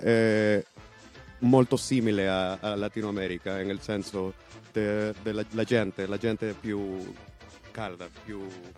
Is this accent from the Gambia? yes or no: no; Honduras; Italian is a second language; now in Italy; Poi sono arrivato dall'Honduras 3 mesi fa.